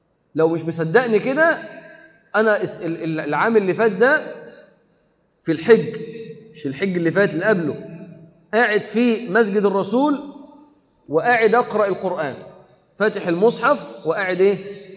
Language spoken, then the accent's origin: Arabic; Egypt; جالي واحد لبناني قال لي انت من وين انت؟ قلت له من مصر. قال لي من مصر ما شاء الله ام الدنيا، فرحان قوي ان انا من مصر.